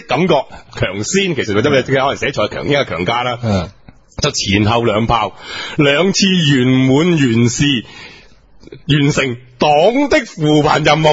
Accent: Foshan, Guangdong, China; 所以我佛山人，我唔好食啦。

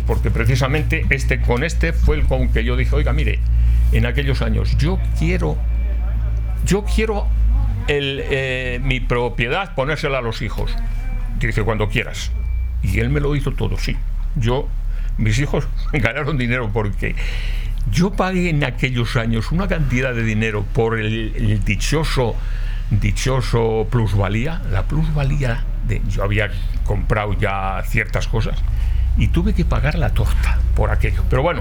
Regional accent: Castile and León, Spain; yo soy de la provincia de Valladolid, si va usted a mi tierra, pues verá en las casas antiguas

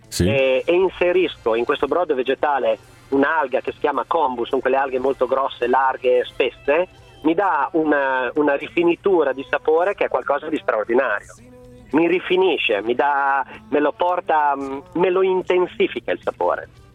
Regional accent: Emilia-Romagna, Italy; io sono un emiliano, si utilizza tutto del maiale

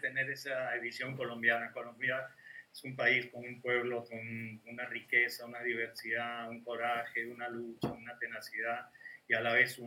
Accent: Peru; cerca de los años 70, en el Perú, mi país de origen, se hizo un proceso, una reforma agraria importante

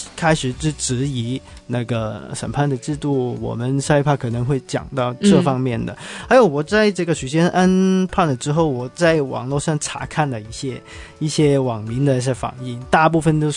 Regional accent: Hong Kong; 老实说，作为一个香港人呢

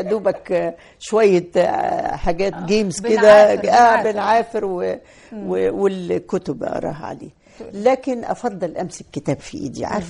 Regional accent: Roda, Cairo Governorate, Egypt; احنا انا من مواليد الروضة وسكنة في الروضة, انا وانا عندي 11 سنة وعديت كوبري عباس مشي, احنا في الروضة

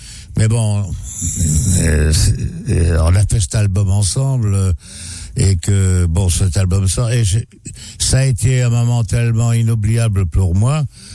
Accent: Belgium; Parce que moi je suis belge, j'en bois pas

